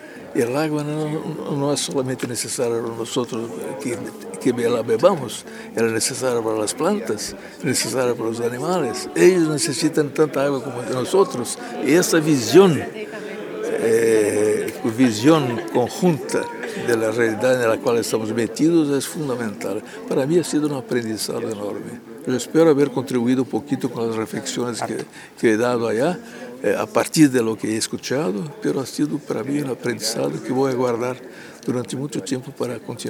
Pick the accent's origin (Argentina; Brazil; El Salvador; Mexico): Brazil; Spanish is a second language; Mi nombre total como brasileño